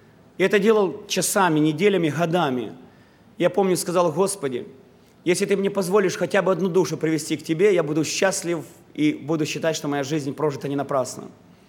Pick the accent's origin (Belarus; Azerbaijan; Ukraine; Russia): Ukraine; Odesa, Odesa Oblast; Я был членом Одесской церкви, я воспитывался в Одессе.